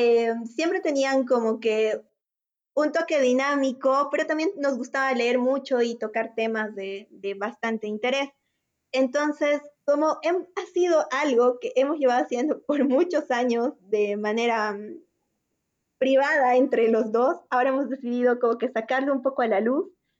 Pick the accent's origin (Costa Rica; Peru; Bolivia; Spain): Bolivia; nuevas soluciones para problemas que nos afectan a todos como bolivianos.